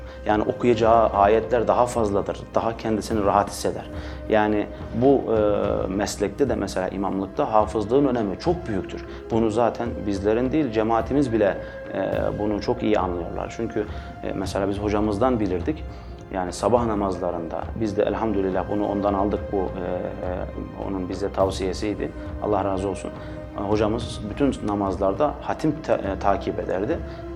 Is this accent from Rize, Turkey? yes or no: no; Çorum, Turkey; 1982 Çorum doğumluyum. İlkokulumu Zafer İlkokulu'nda Çorum'da ikmal ettim.